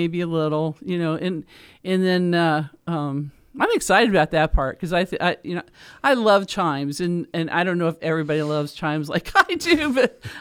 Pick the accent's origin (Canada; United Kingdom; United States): United States; Dayton, Ohio; I grew up in Dayton, Ohio, and the playground had an old a hook and ladder fire truck